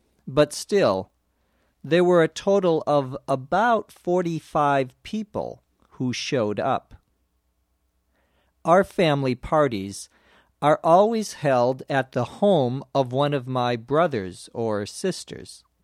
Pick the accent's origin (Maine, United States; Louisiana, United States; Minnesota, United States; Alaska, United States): Minnesota, United States; St. Paul; born or raised there